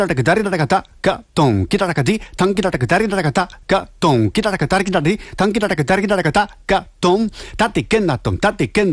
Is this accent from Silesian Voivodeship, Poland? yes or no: yes; Silesian Voivodeship, Poland; no jestem ze Śląska